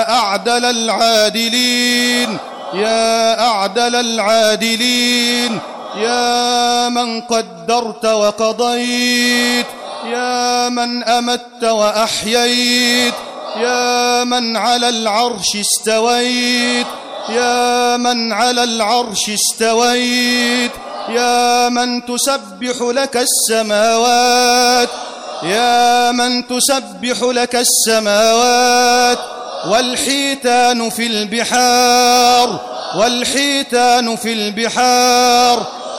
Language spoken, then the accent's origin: Arabic; Egypt; اجعل لنا في بلدنا مصر فرجا قريبا، اجعل لنا في مصر فتحا قريبا.